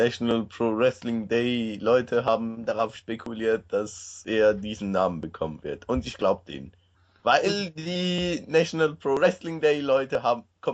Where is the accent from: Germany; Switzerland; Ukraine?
Switzerland; also ich kenne bis jetzt nur das Training, wie es bei uns in der Schweiz ist